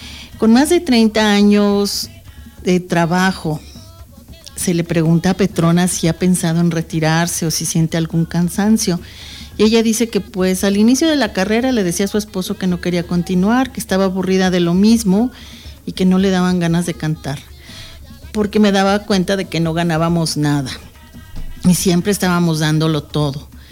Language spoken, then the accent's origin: Spanish; San Cayetano, Bolívar, Colombia; siempre he vivido en mi pueblo, San Cayetano, pero no sé escribir ni leer.